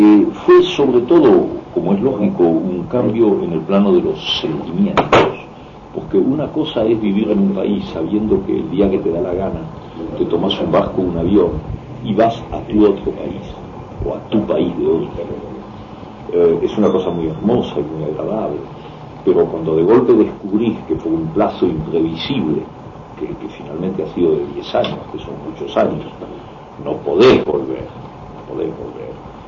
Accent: Argentina; now in France; Yo soy argentino y al mismo tiempo me siento muy francés en muchos planos, en el plano de la cultura tengo muchas raíces, muchos contactos con Francia.

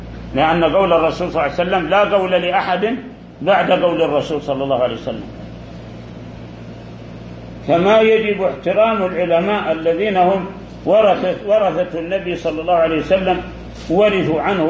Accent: Saudi Arabia; داخل بلادنا السعودية

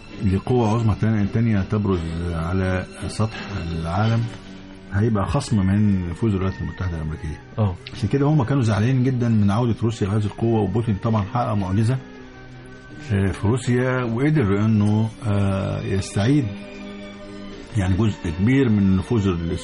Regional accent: Egypt; زي ما كان بيحصل عندنا في مصر

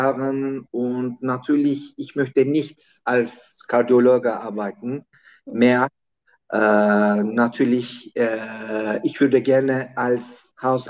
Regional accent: Turkey; German is a second language; Ich komme aus der Türkei.

